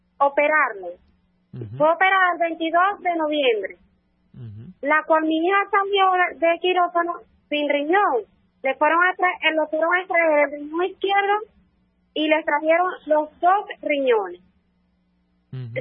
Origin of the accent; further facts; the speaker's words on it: El Callao, Bolívar, Venezuela; Nosotros somos del Callao.